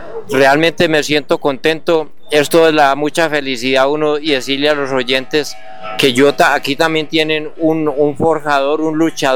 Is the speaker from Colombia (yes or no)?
yes; Itagüí, Antioquia, Colombia; Yo soy oriundo del municipio de Itagüí, en Antioquia, ahí cerca de Medellín. Yo soy del municipio, como bien, de La Pereza